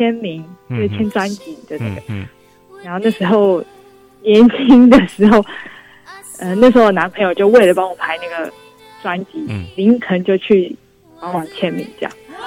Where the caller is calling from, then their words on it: Taipei, Taiwan; 喂，你好，我是台北的